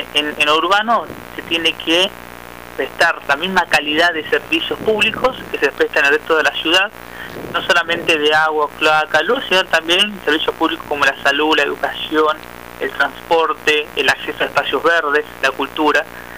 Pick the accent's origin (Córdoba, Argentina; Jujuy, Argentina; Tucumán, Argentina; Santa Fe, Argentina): Jujuy, Argentina; moved away as an adult; now in Buenos Aires, Argentina; Yo soy de Jujuy, vine a en Buenos Aires en el año 2008, me recibí de abogado en Jujuy, vine a hacer unos estudios de posgrados acá en Buenos Aires.